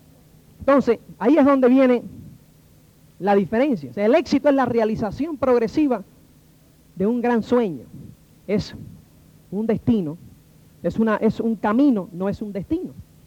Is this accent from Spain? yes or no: no; Cuba; Yo nací en Cuba en el año 1960.